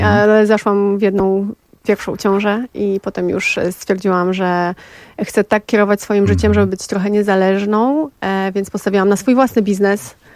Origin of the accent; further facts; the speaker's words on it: Hrubieszów, Lublin Voivodeship, Poland; Chrubieszów, koło Zamościa, południowy wschód.